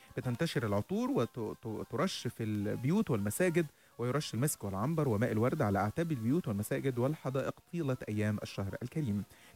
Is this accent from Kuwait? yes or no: no; Egypt; يعني المناسبات السعيدة عندنا في مصر نجوز في العيد